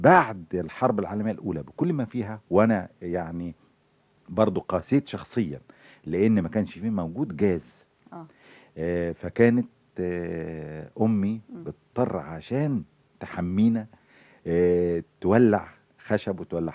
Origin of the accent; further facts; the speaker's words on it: Cairo, Cairo Governorate, Egypt; أنا قاهري مولود في حي بولاء، حي عمال وحي عمل يعني ونشاط كله.